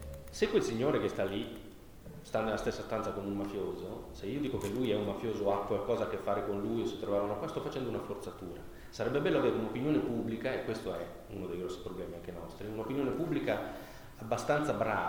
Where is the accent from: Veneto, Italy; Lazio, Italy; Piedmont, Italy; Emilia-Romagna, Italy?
Emilia-Romagna, Italy; Bologna; Io vengo da Bologna